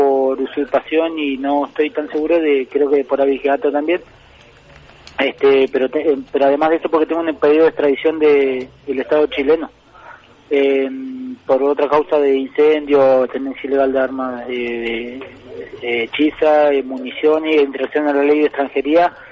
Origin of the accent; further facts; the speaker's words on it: Cushamen, Chubut, Argentina; del allanamiento que hubo en mi tierra, en Cusamapu, o Cusamen